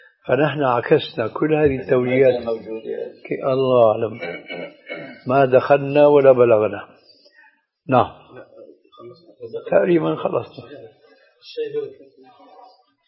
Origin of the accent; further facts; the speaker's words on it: Syria; هذه عندنا في الشام تسمى بالصاي،